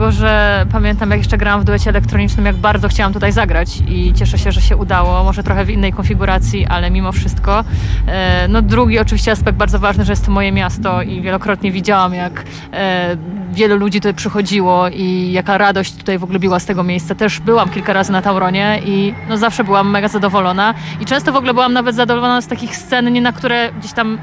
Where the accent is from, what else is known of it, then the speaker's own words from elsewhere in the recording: Katowice, Silesian Voivodeship, Poland; ze Śląska bis, albo podkreślone, boltowane. Tak, tak, no jestem z Katowic, także jestem u siebie dzisiaj.